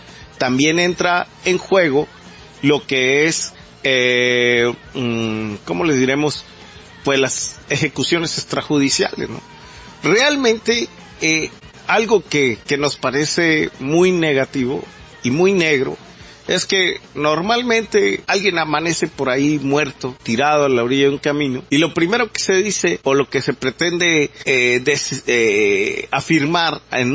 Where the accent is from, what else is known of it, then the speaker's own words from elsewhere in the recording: Mexico; como nosotros, como mexicanos, que nos afecta totalmente eso.